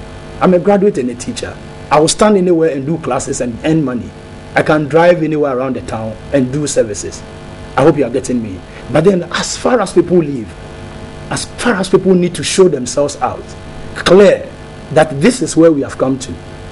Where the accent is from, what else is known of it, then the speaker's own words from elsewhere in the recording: Ekropo, Ghana; Trust me, I'm a teacher from Ekropo, and we call ourselves Edikamfo.